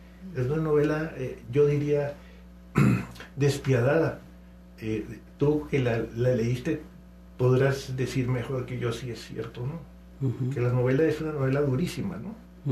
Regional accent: Colombia; now in Mexico; Yo me siento muy, muy colombiano, pero cada vez más mexicano.

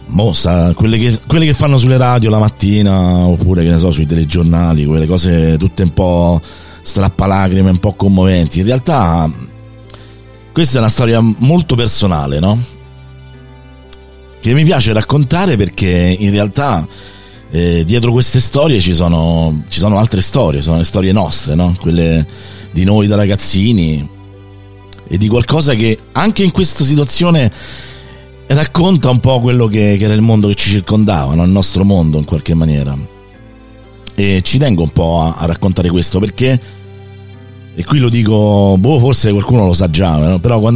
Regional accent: Rome, Lazio, Italy; sono nato e cresciuto a Roma

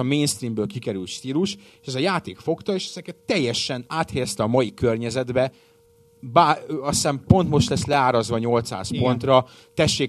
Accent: Hungary; Magyar paraszt vagyok, nekem az Halo.

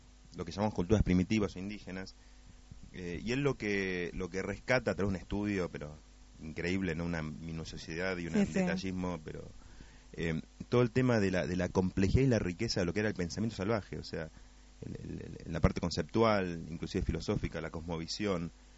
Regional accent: Pilar, Buenos Aires Province, Argentina; now in El Bolsón, Argentina; Por zona de Pilar. Uh-huh. Y me acuerdo que me crié un entorno muy salvaje en eso, ¿no? De estar mucho contacto con la naturaleza, de estar trepado a árboles, armarme una choza, comer frutas

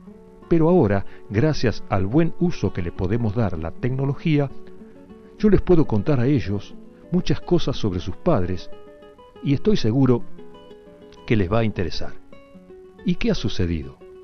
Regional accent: Olavarría, Buenos Aires Province, Argentina; forman una barra en mi ciudad de origen, Olavarría.

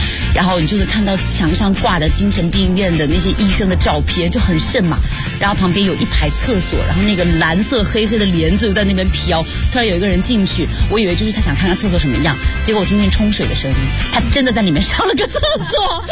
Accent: Beijing, China; 看吧，我是北京来的。

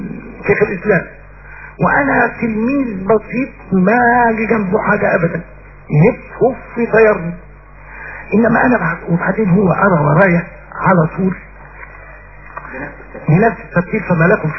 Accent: Tanta, Gharbia, Egypt; يعني انا طلعت من طنطا واكبر اجره خدتها في طنطا جنيه

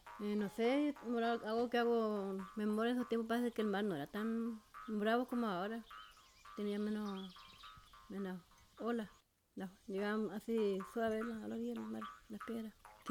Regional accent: Bonifacio, Los Ríos, Chile; tengo 49 años. Yo nací en Bonifacio, me crié con mi abuelita, ya me crié con mi abuela, mis primos, mi hermano y tío. Allá fue, ahí está mi raíz.

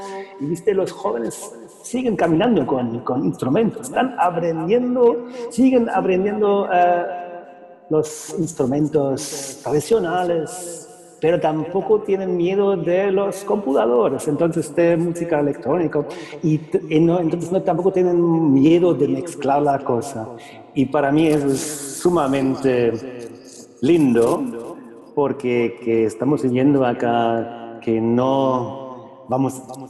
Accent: Germany; accent: German; Spanish is a second language; suena alemán, soy alemán, hablo con acento alemán.

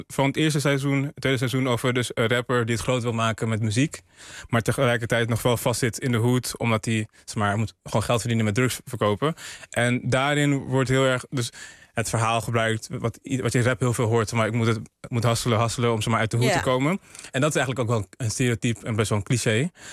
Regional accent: Ghana; die man kwam mij voor als een Surinaamse man. Ik was Ghanees.

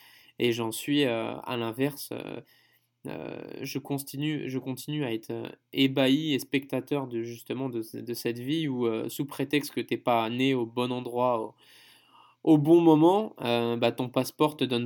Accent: France; En tant que Français, maintenant j'en ai plus conscience.

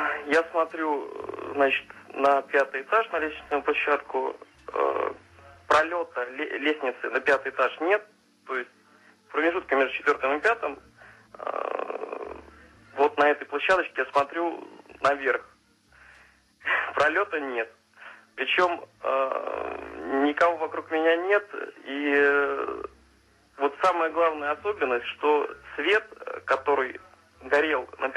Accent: Smolensk, Smolensk Oblast, Russia; Я из Смоленска.

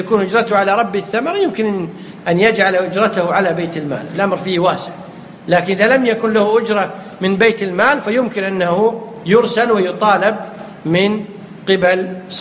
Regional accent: Kuwait; يمكن يسميها عندنا في الكويت شو يسمونها

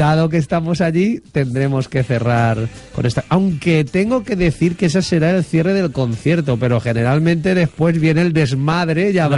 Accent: Chirivella, Valencian Community, Spain; En Chirivella he hecho 9, que es mi pueblo.

